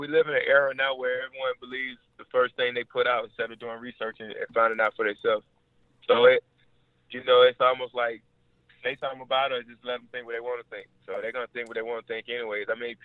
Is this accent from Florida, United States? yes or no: yes; Orlando, Florida, United States; Living in Orlando, I'm from Orlando.